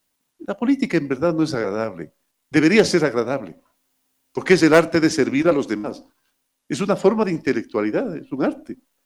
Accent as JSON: {"language": "Spanish", "region": "Orellana", "country": "Ecuador", "tie": "born there", "said": "Ahí nací yo, en el Yasuní, un sitio que no fue tocado por las glaciaciones del Pleistoceno."}